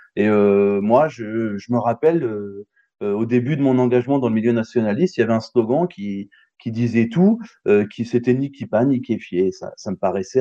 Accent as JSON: {"language": "French", "country": "France", "said": "sur des sujets qu'on ne connaît que de loin en tant que Français."}